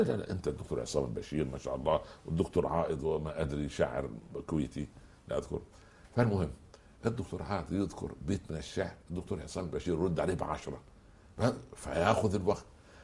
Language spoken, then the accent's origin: Arabic; Egypt; كان عندنا في مصر هذا التعبير